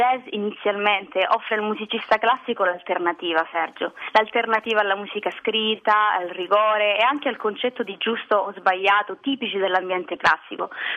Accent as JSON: {"language": "Italian", "region": "Calabria", "country": "Italy", "tie": "born or raised there", "moved": "yes", "lives_now": "Rome, Italy", "said": "sono cresciuta cantando e ballando le musiche tradizionali della mia terra, la Calabria. Però anche successivamente, quando mi sono trasferita a Roma"}